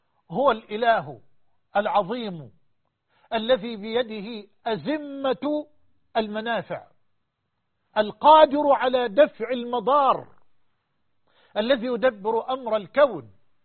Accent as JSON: {"language": "Arabic", "country": "Egypt", "said": "وأسأل الله سبحانه أن يجعل بلدنا مصر وسائر بلاد المسلمين أمنا أمانا سخاء رخاء"}